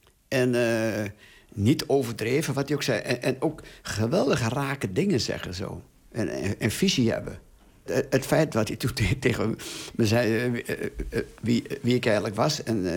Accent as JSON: {"language": "Dutch", "region": "Overijssel", "country": "Netherlands", "said": "En ik kwam natuurlijk uit Twente, maar toen was de wereld nog heel groot."}